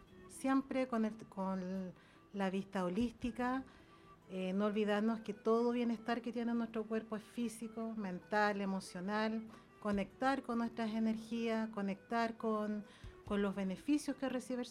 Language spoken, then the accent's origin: Spanish; Puente Alto, Santiago Metropolitan Region, Chile; soy de Puente Alto, orgullosamente